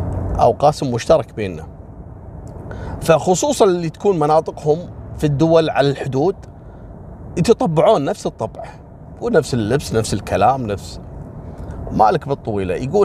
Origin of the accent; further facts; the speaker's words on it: Kuwait; وكذلك عندنا في الكويت مثل الجهرة والأحمدي، لأنها قريبة جنب بعض